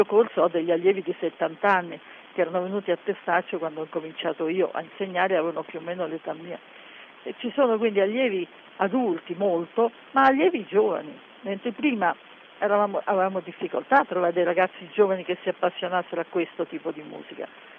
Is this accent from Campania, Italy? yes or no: no; Delia, Sicily, Italy; Noi veniamo da Delia, che è un paesino nel centro della Sicilia, in montagna